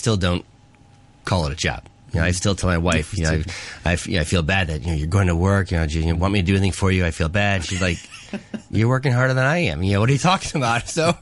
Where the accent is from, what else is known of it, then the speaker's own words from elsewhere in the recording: United States; now in Hong Kong; You know, being American, you know, we actually do the sweet pies, but we do sweet and savory